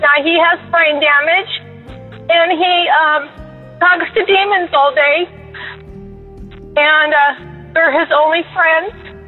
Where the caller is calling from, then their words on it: Bakersfield, California, United States; Hi, I'm a first-time caller. … I'm from Bakersfield, California.